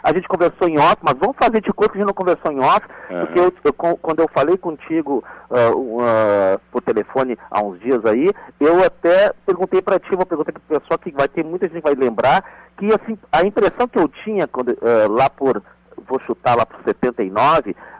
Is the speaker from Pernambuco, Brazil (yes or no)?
no; Piauí, Brazil; now in Porto Alegre, Brazil; eu, no caso, sou do Piauí, mas moro em Porto Alegre